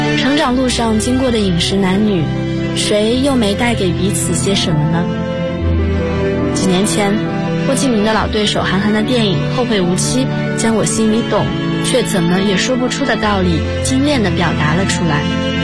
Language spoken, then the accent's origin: Chinese; Zhangjiakou, Hebei, China; 来自河北张家口，我在南京大学，距离我的家乡1026公里。